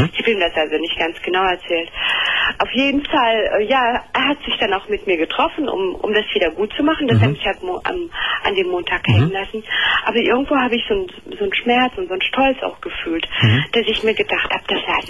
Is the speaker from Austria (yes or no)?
no; Turkey; Ich bin ja selber Türkin, ne?